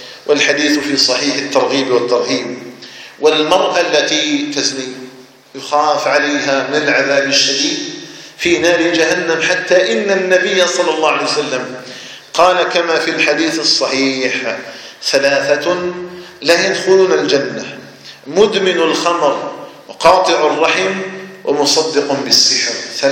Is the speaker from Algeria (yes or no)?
yes; Algeria; أن يجعل الجزائر بلدنا آمنا مطمئنا